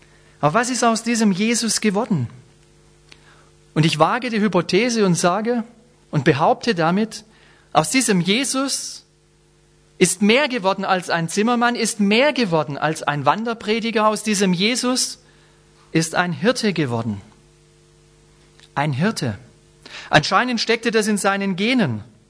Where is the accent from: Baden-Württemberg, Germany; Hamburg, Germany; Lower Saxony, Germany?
Baden-Württemberg, Germany; Ich bin Schwabe, will nicht Franke werden. Bin's schon ein bisschen. Mein Vater ist gebürtiger Franke. Brauche ich gar nicht mehr werden, bin ich schon ein bisschen. Bin Schwabe, will nicht Bayer werden.